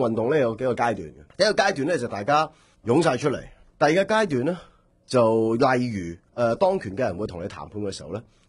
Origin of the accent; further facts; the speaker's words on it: Hong Kong; 咁而家再去到而家呢個階段，我哋香港人要自主自己嘅命運。